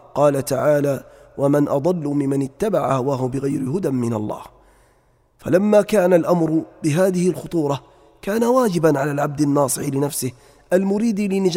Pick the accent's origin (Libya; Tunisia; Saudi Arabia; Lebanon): Libya; وأهل بلادنا ليبيا الحبيبة خاصة